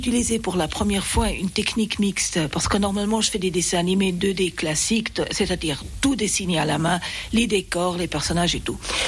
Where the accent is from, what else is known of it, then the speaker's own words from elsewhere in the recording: Geneva, Switzerland; French is a second language; also born or lived in Basel; Mais j'ai grandi en Suisse romande à Genève à partir de l'âge de 10 ans. C'est d'ailleurs là-bas que j'ai appris le français, j'ai fait ma scolarité française